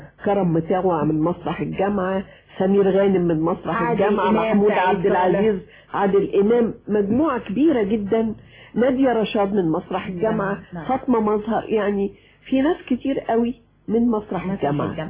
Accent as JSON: {"language": "Arabic", "town": "Alexandria", "region": "Alexandria Governorate", "country": "Egypt", "tie": "born or raised there", "said": "أنا اسكندرانية المولد والتعليم، أنا خدت البكالوريوس تجارة من جامعة اسكندرية."}